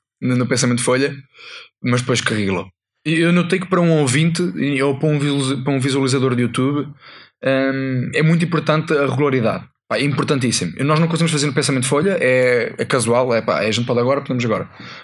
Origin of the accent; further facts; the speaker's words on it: Portugal; eu como bom português que sou